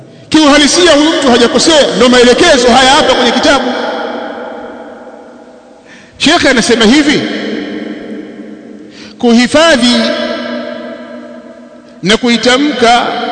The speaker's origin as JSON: {"language": "Swahili", "country": "Tanzania", "said": "Kwa sababu mweusi, sijatoka Saudia, nimetoka Tanzania."}